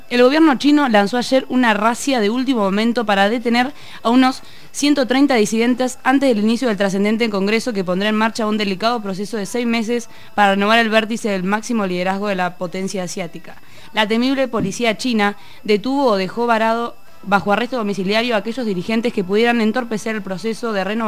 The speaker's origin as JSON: {"language": "Spanish", "region": "Misiones", "country": "Argentina", "said": "Yo vengo de Misiones."}